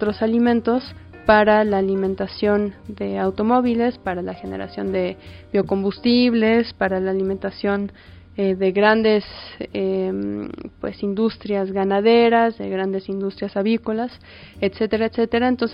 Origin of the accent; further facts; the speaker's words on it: Mexico; nuestra alimentación como mexicanos